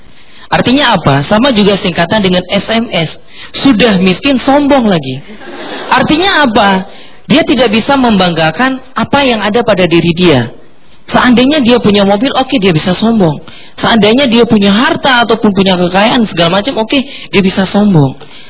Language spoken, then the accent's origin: Indonesian; Aceh, Indonesia; saya dari Aceh, Bapak.